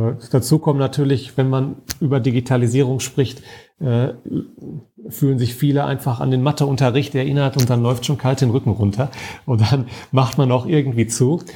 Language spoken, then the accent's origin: German; Dortmund, North Rhine-Westphalia, Germany; Ich komme ja aus Dortmund, ich bin auch ein absolutes Stadtkind.